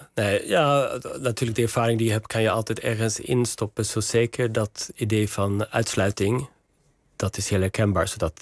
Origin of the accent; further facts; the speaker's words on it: Järna, Stockholm County, Sweden; Dutch is a second language; En er is een soort centrum in Järna, waar ik vandaan kom in Zweden.